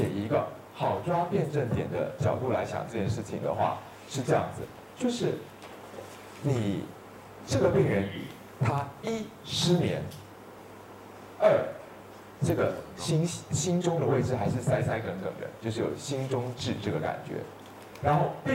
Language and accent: Chinese; Taiwan